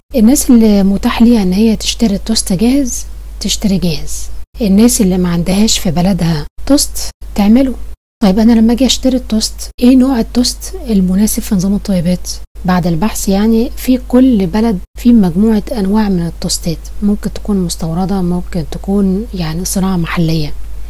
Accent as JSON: {"language": "Arabic", "country": "Egypt", "said": "يعني احنا مثلا عندنا في مصر النوع اللي الدكتور بيفضله"}